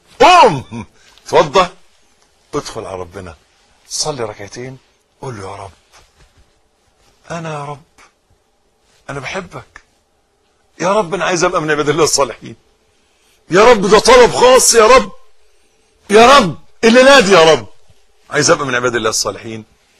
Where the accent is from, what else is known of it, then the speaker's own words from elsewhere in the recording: Egypt; حتة الارض اللي احنا واقفين عليها دي بلدنا مصر.